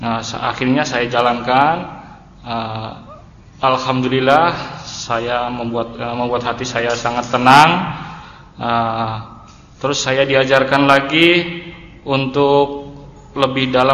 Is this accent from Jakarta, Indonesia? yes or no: no; Tangerang, Banten, Indonesia; Saya dari Tangerang.